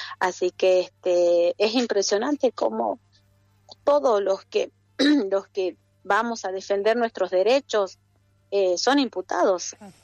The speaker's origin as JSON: {"language": "Spanish", "country": "Argentina", "said": "Cuando les conviene, somos argentinos, y cuando les conviene, no somos argentinos."}